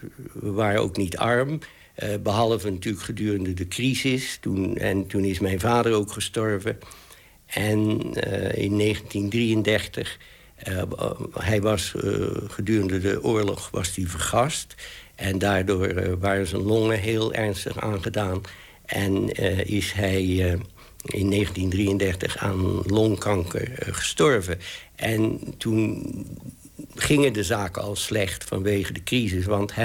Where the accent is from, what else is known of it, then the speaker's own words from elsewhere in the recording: Netherlands; En dus ik ben helemaal opgevoed als een Nederlander, eigenlijk. Hoewel we hadden Engelse nationaliteit.